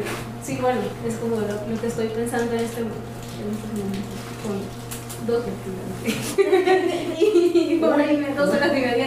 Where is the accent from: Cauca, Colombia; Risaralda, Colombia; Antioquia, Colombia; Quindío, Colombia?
Cauca, Colombia; yo estuve rodeada, soy del Cauca, las chirimías caucanas tienen flautas de PVC que suenan airoso, gutural.